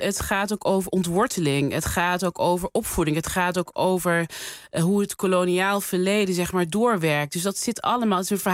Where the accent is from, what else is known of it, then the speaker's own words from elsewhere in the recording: Netherlands; ben geboren en getogen in Nederland.